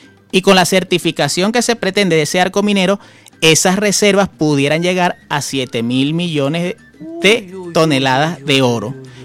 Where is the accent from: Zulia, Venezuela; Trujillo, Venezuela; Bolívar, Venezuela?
Bolívar, Venezuela; Puerto Ordaz; also born or lived in Caracas; yo me crié en Puerto Ordaz, nací aquí en Caracas, pero criado allá en Puerto Ordaz